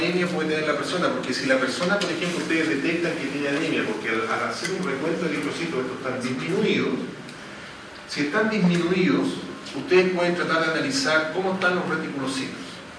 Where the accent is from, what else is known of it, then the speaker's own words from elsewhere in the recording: Chile; no, yo soy chileno, ¿cómo voy a estar desmayando aquí?